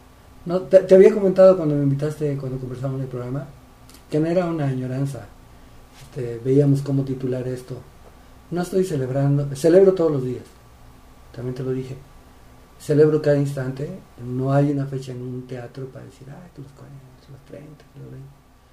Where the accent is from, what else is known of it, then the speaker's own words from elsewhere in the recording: San Luis Potosí, Mexico; born there; also born or lived in Oaxaca / Tijuana; Soy oaxaqueño de barriga. Tijuanense de rebeldía, potosímico de nacimiento, engendrado en Chapala.